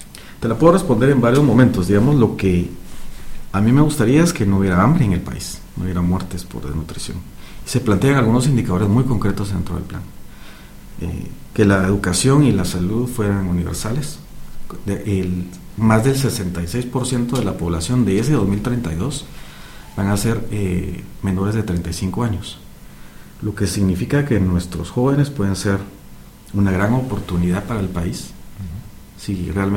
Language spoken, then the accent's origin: Spanish; Guatemala; dejar por un lado el país verde que quisiéramos como guatemaltecos